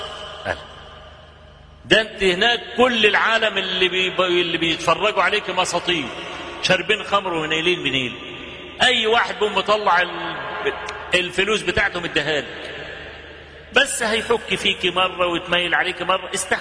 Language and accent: Arabic; Egypt; عندنا في مصر